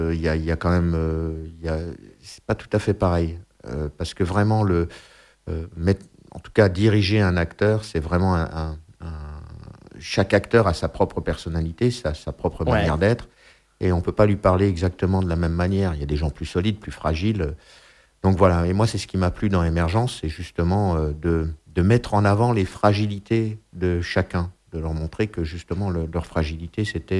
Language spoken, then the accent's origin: French; Brussels, Brussels-Capital Region, Belgium; je parlais avec un petit accent, j'étais un petit peu comme ça, quoi, bon, parce que je venais de Bruxelles, donc oui. Déjà l'accent